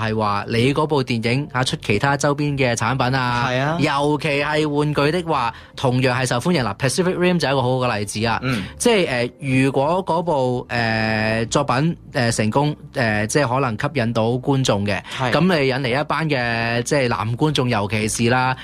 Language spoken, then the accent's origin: Cantonese; Hong Kong; 有啲其实我哋香港人或者唔识嘅一啲日本综艺嘅人物啊